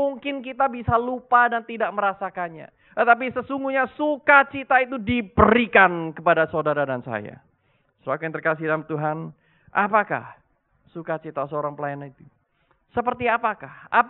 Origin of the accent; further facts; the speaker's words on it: Indonesia; untuk waktu yang cukup lama, 3 tahun lamanya, saya itu tidak pulang-pulang ke Indonesia.